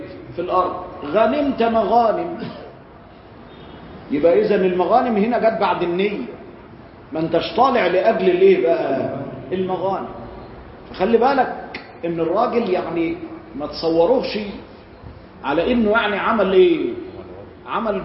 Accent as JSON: {"language": "Arabic", "country": "Egypt", "said": "أنا قاصد عندنا في مصر بيقول لك حاجة كويسة"}